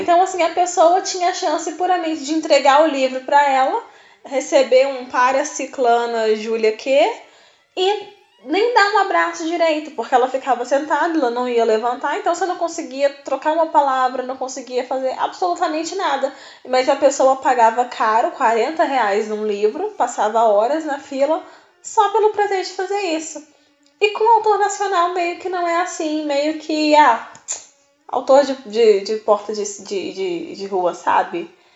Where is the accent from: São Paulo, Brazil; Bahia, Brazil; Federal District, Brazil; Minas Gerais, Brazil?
Federal District, Brazil; Brasília; eu sou de Brasília, então sempre eu preciso gastar com hospedagem, com passagem, com alimentação